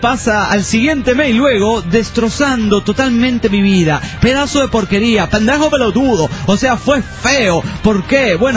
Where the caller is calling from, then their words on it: Calchaquí, Santa Fe, Argentina; soy de Calchaquí, Santa Fe, Argentina.